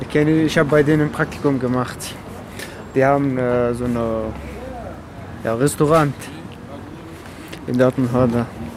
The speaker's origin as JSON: {"language": "German", "country": "Afghanistan", "second_language": "German", "lives_now": "Germany", "said": "Afghanistan."}